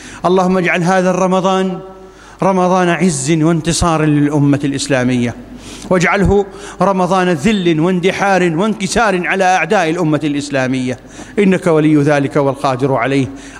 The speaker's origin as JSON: {"language": "Arabic", "country": "Iraq", "said": "اللهم ابسط الأمن والأمان في بلادنا العراق خاصة"}